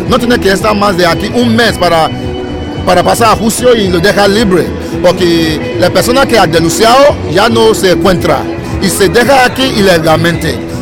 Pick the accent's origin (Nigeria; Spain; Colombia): Nigeria; Bueno, mi traje es un vestido tradicional de país. Bueno, no somos europeos, somos africanos, tenemos nuestra manera de vestir. Eso es lo que llevo, bueno como un dirigente nigeriano aquí, para ser un ejemplo para todo.